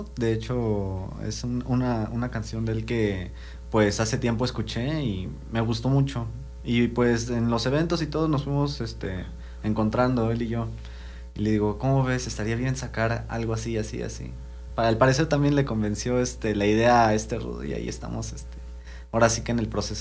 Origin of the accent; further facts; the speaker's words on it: Nezahualcóyotl, State of Mexico, Mexico; Bueno, pues yo vengo de aquí, de Ciudad Neza.